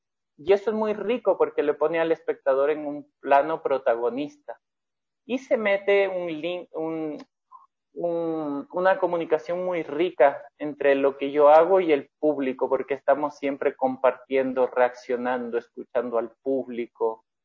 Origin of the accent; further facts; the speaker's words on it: Ecuador; yo soy ecuatoriano.